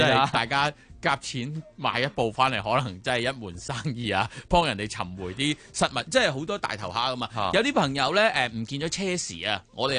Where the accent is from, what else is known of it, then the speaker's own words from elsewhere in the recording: Hong Kong; 你好似我哋香港人住啲纳米楼咁样